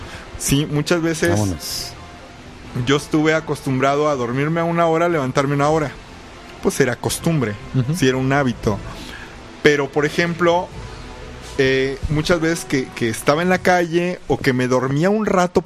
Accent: Mexico; el hecho de la cultura mexicana, ¿no? Que somos

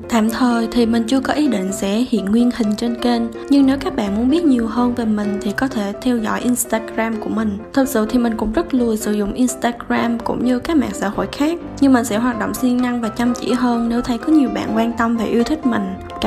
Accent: Kon Tum, Vietnam; Mình sinh ra và lớn lên ở Kon Tum.

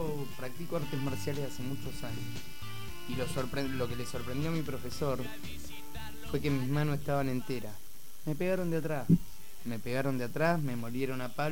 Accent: Necochea, Buenos Aires Province, Argentina; born there; now in La Plata, Argentina; Yo nací en Necochea, pero hace 20 años que vivo en La Plata. No me considero platense típico, pero soy más platense que de Necochea.

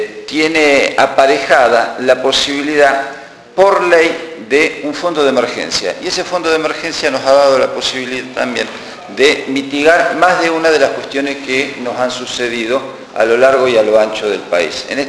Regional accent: Buenos Aires Province, Argentina; Como nosotros, en verdad, somos de provincia de Buenos Aires

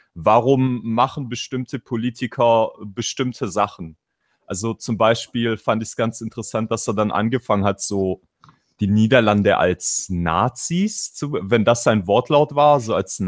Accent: Turkey; Ich bin Türke, ich bin anders.

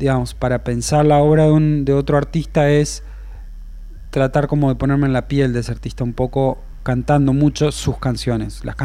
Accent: La Paz, Entre Ríos, Argentina; porque soy de La Paz, es como el porteño que nunca subió al obelisco, ¿viste?

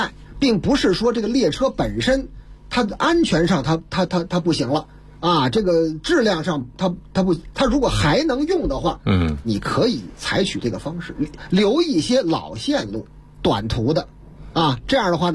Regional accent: Beijing, China; 我在我们老家那边啊，我们老家你知道吧

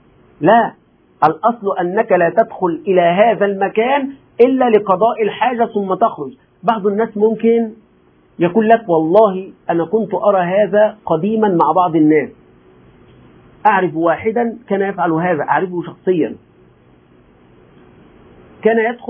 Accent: Egypt; ولذلك نحن عندنا أخطاء كمصريين، أتكلم عن المصريين

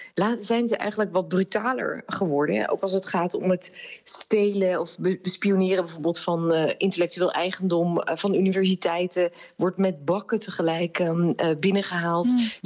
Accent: Netherlands; Maar juist in een democratie is het ook wel heel erg belangrijk dat wij allemaal als Nederlanders wel een beetje een beeld kunnen krijgen.

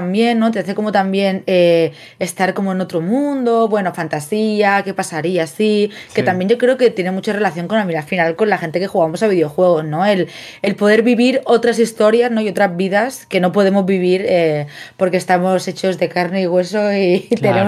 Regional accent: Barcelona, Catalonia, Spain; yo nací en Barcelona, me he criado en Barcelona

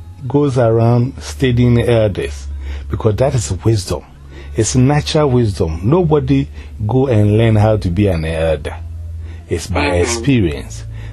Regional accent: Ghana; You see, we are from Ghana and we are interested in what is happening.

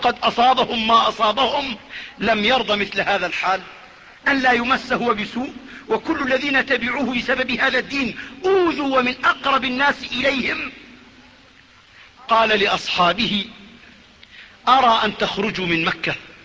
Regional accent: Jordan; وبصيرة في عندنا في الأردن، الشام فيش فيها بصرة.

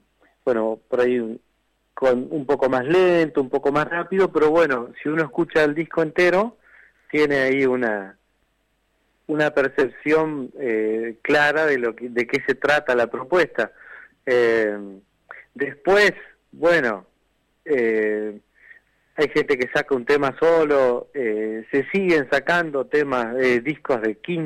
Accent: Entre Ríos, Argentina; soy oriundo de Entre Ríos.

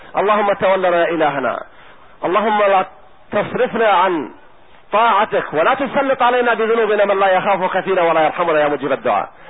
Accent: Palestine; وأهل بلدي فلسطين

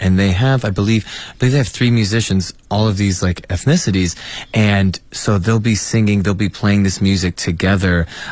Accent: United States; I know in my home country, the U.S., yeah, with so many holidays

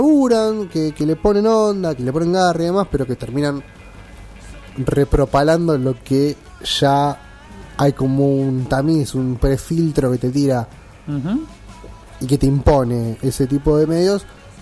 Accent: Spain; Es porque somos españoles.

